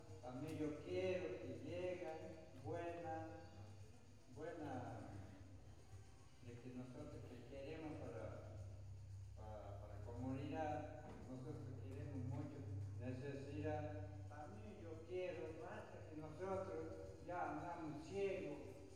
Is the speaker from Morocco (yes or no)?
no; Argentina; Yo soy a los guaraníes. Somos todos misma sangre. Somos Argentina. Somos pueblo de guaraní, pueblo de la Argentina.